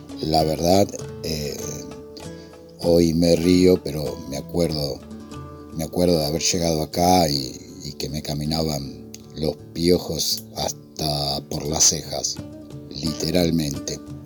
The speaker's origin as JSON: {"language": "Spanish", "town": "Lanús", "region": "Buenos Aires Province", "country": "Argentina", "said": "de Lanús."}